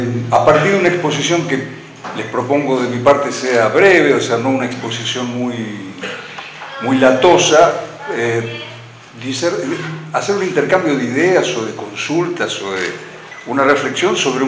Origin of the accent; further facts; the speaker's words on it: Buenos Aires, Argentina; volver a la universidad de la ciudad donde nací, me crié y estudié, en la Universidad